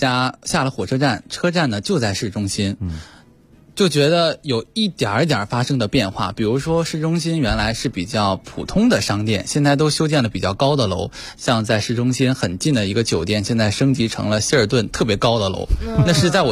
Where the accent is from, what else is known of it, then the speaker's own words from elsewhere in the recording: Dandong, Liaoning, China; now in Beijing, China; 写的就是丹东，我说啊。后来发现他们就是把各个城市的名字命名而已